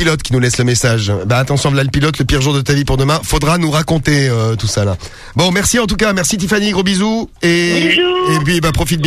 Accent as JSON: {"language": "French", "town": "Nice", "region": "Provence-Alpes-Côte d'Azur", "country": "France", "said": "Je suis niçoise"}